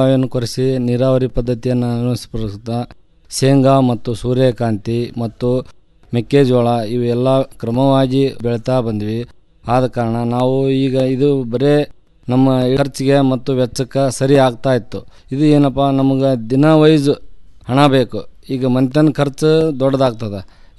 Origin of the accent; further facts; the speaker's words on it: Kamanur, Karnataka, India; ನಾವು ಜಿಲ್ಲಾ ಕೊಪ್ಪಳ ತಾಲೂಕಿನ ಕಾಮನೂರು ಗ್ರಾಮದವರು. ನಮ್ಮದು ಅವಿಭಕ್ತ ಕುಟುಂಬ. ನಾವು ಮೂಲತಃ ಕೃಷಿ ಆಧಾರಿತವಾದ ಕುಟುಂಬ.